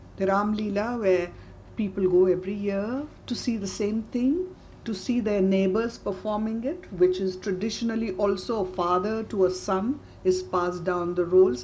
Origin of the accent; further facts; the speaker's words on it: India; when I feel as an Indian it's too ritual